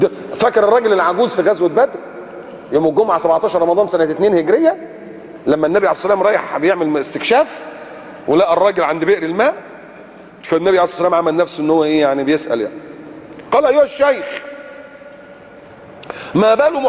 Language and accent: Arabic; Egypt; نحن كمصريين